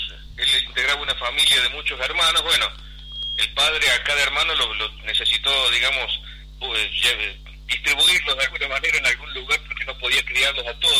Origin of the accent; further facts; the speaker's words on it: Villa Dolores, Córdoba, Argentina; born there; Yo nací en Villa Dolores.